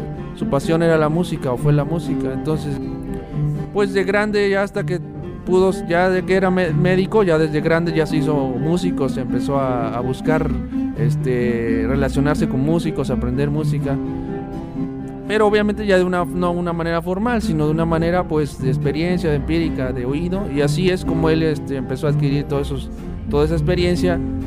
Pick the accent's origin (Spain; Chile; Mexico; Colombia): Mexico; Huatusco, Veracruz; De Huatusco, Veracruz.